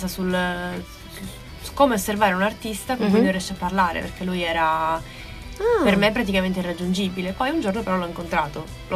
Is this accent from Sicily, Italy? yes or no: yes; Porto Empedocle, Sicily, Italy; del mio paese, Porto Empedocle, in provincia di Agrigento.